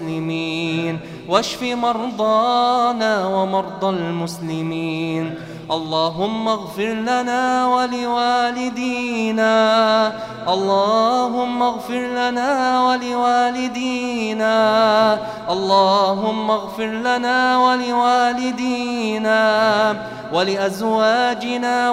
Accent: Egypt; عن بلدنا مصر خاصة وعن سائر بلاد

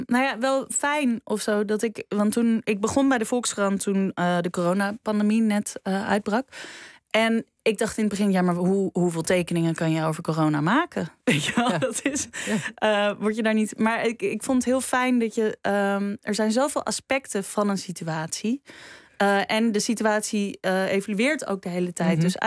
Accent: Netherlands; ik weet heel goed hoe wij als Nederlanders denken. Maar ik ben natuurlijk niet geboren en getogen in Duitsland. En mijn Duits is ook weer niet zo goed.

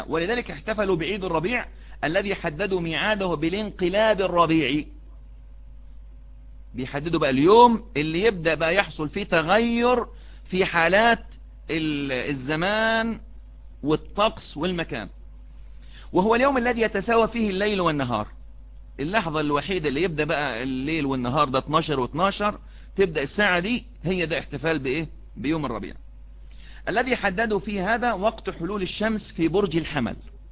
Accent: Egypt; مصريين لما بدأنا نتشبه

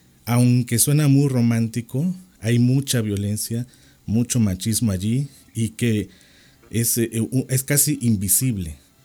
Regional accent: Mexico

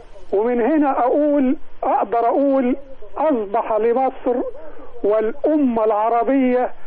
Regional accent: Egypt; ودي حاجة فخر وفخور لنا كمصريين

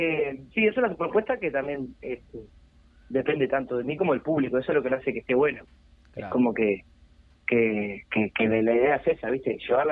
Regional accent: Joaquín Suárez, Canelones, Uruguay; yo soy de Suárez, Canelones, uh-huh. Joaquín Suárez. Tengo 31 años

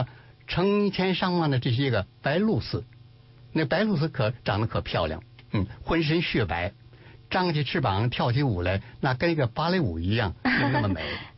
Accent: Beijing, China; also born or lived in Hefei; 最后呢，我就随着父亲呢，又回和母亲就回到了安徽合肥，在那儿上了小学3年级吧，之后呢又回到了北京，所以以后都是在北京长大的，因此这样看不出什么口音，听不出什么口音来

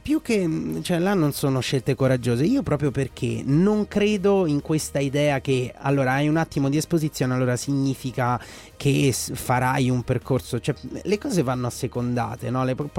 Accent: Umbria, Italy; Sono umbro.

